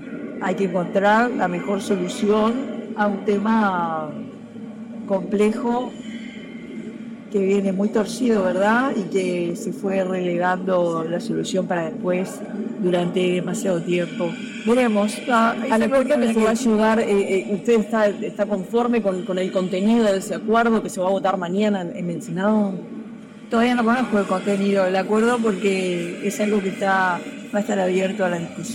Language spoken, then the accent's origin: Spanish; Uruguay; lo que es importante es lo que estamos aprendiendo como uruguayos en este momento